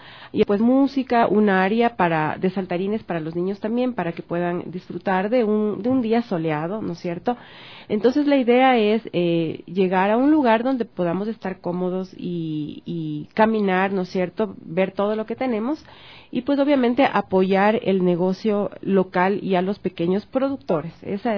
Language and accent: Spanish; Quito, Pichincha, Ecuador; Entonces, como quiteños, esperamos recibirles con los brazos abiertos